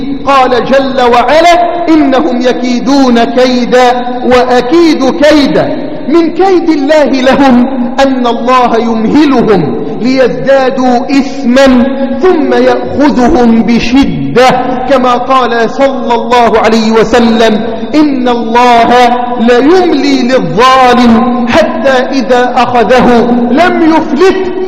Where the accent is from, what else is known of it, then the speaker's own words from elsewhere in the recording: Egypt; اللهم احفظ بلدنا مصر من كل سوء وسائر بلاد الإسلام.